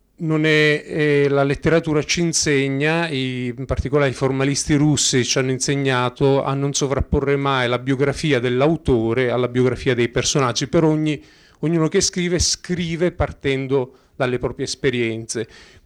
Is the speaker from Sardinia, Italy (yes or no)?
no; Sicily, Italy; now in Bolzano, Italy; Io sono siciliano, fra l'altro, piccola parentesi.